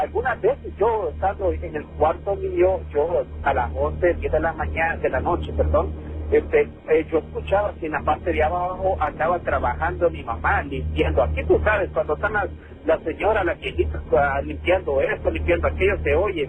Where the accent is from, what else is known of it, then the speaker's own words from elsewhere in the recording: El Salvador; esto no es en México, esto me pasó aquí en mi país, en El Salvador.